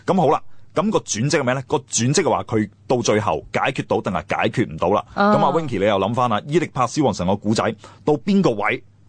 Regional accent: China; 个原因系我哋中国人有一个天性咧，就好中意将啲嘢简化，好中意用比喻，

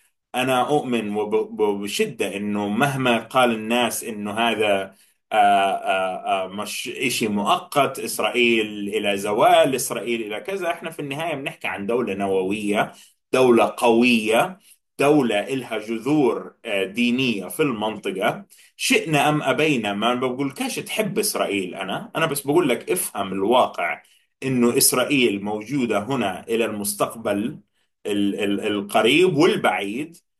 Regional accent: Gaza, Gaza Strip, Palestine; now in United States; أنا طبعاً أهلي ضلهم في غزة حتى لما طلعت من غزة وجيت على الولايات المتحدة

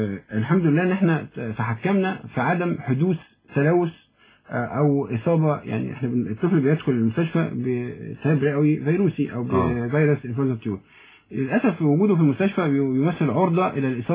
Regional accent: Egypt; احنا شعب مصري شعب طيب جدا وشعب حنون

